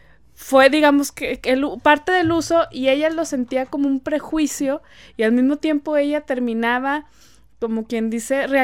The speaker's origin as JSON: {"language": "Spanish", "town": "Monterrey", "region": "Nuevo León", "country": "Mexico", "said": "aprendimos a hablar inglés, o porque estamos, podemos ir a McAllen o lo que sea, pero en el fondo nuestro corazoncito es mexicano. O sea, yo ayer, así, mexicanito, regiomontanito"}